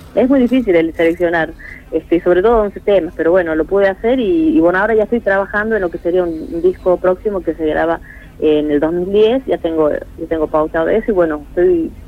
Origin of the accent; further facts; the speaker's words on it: La Rioja, Argentina; now in Buenos Aires, Argentina; lo que me está gustando, apasionando en Buenos Aires, es el poder devolver de alguna manera todo lo que mi tierra, La Rioja, me ha entregado.